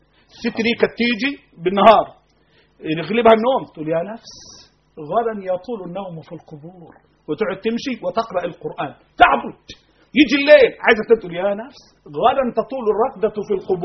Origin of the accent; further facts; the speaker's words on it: Egypt; اللهم احفظ بلدنا مصر.